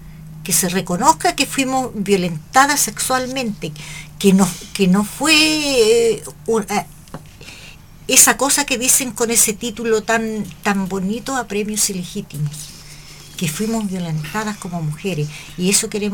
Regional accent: Hualpén, Biobío, Chile; Yo soy de Hualpén. Y en esos momentos yo era estudiante del liceo comercial en La Salina.

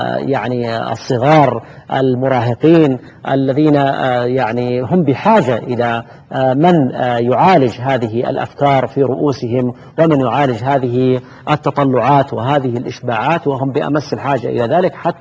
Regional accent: Saudi Arabia; وأيضا في بلادنا المملكة العربية السعودية كذلك بعض المؤسسات للإنتاج الإعلامي

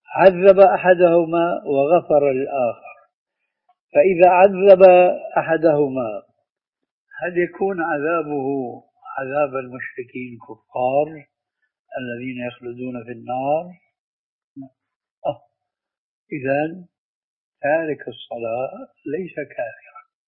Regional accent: Syria; وعندنا في الشام

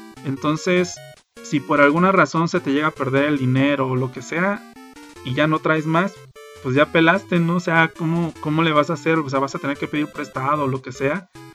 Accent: Mexico; algo en lo que nadie piensa cuando sale de viaje, sobre todo siendo mexicano, es chile.

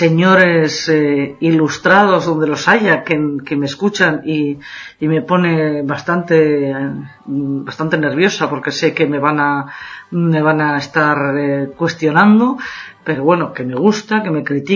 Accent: Basque Country, Spain; accent: Basque; no se me va el acento, no se va la R, de además muy característica del País Vasco, de donde soy, que soy del norte de España, pues no acabo de quitármelo

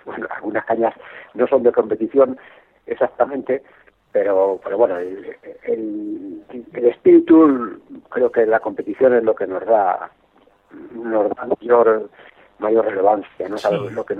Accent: Spain; En eso no soy muy español, soy más americano que español, ¿no?

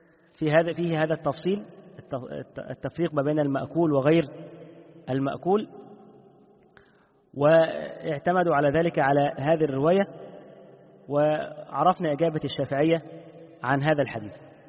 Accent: Egypt; عندنا في مصر بالايه، بيقول لك بيقشط

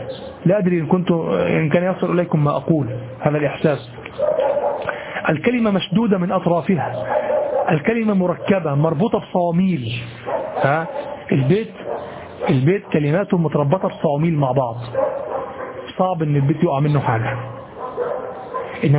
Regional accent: Egypt; نحن كمصريين إذا رأينا الثور نقول هذا ظبي

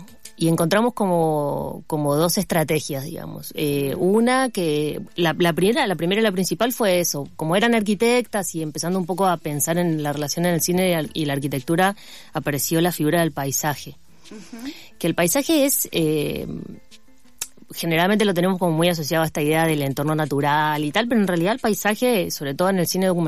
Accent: Formosa, Argentina; also born or lived in La Plata; Y comenzó en Formosa, yo soy de Formosa. Y bueno, cuando estudié en La Plata, viví mucho tiempo para allá, y cuando volví a Formosa

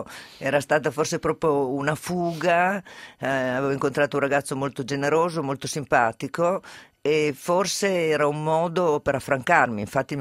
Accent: Turin, Piedmont, Italy; born there; Io sono nata a Torino

